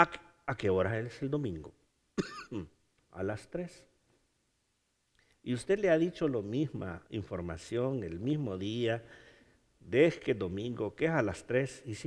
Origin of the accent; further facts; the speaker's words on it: Honduras; ¿Se imagina que las calles fueran de oro en Honduras, en mi país?